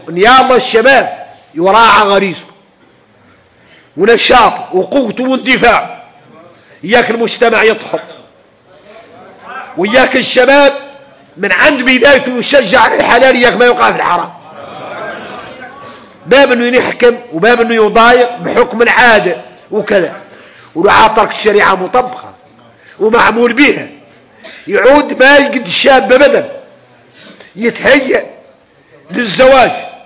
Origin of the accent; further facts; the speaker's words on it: Mauritania; عادة فينا احنا موريتاني حالي